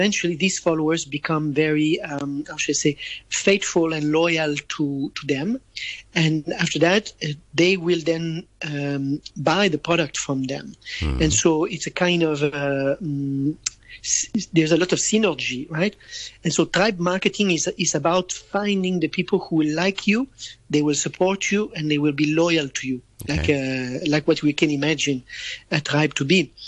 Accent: Hong Kong; I'm from Hong Kong.

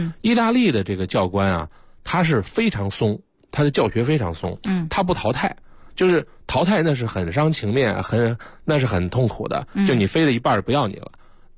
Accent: Harbin, Heilongjiang, China; 因为我小的时候在那个就是哈尔滨一航校

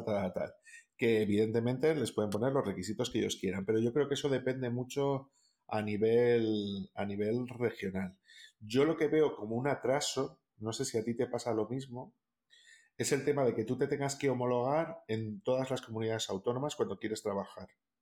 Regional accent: Castile and León, Spain; en el caso de Castilla y León, por ejemplo, que es de donde yo soy

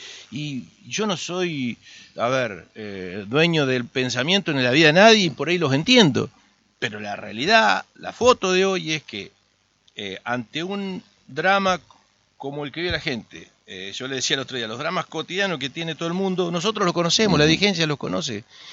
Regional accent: Arroyo Barú, Entre Ríos, Argentina; Yo ayer estuve en mi pueblo, Arroyo Barú. Nací en el hospital, en ese hospital donde nací, estuve en la escuela donde viví hasta los 5 años, estuve en la estación de ferrocarril donde viví hasta los 18 años. Yo tengo un origen, mis raíces están en este pueblo.

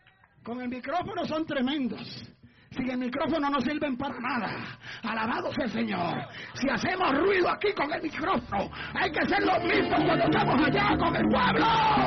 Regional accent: Puerto Rico; Yo digo que ahora los mexicanos ahí debo estar yo, que soy puertorriqueño.

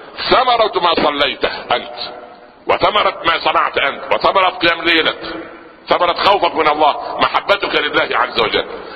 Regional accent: Upper Egypt, Egypt; في مثل عندنا في الصعيد

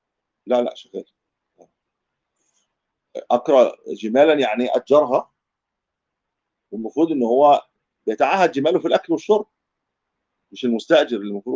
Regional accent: Egypt; دي مش منطقه بطر زي عندنا في مصر، احنا ما بنرويش بالبطر

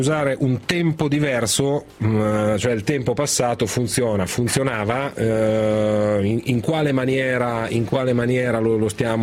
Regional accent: Milan, Lombardy, Italy; perché sono di Milano, vivo

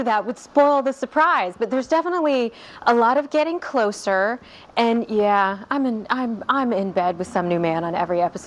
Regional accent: Ohio, United States; I'm from Ohio. I know a thing or two about it.

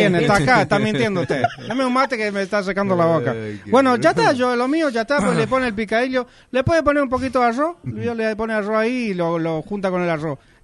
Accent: Paraguay; Soy paraguayo también.

